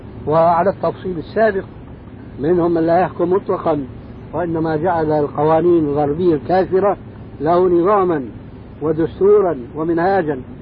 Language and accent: Arabic; Syria; يعني كما يقولون عندنا في الشام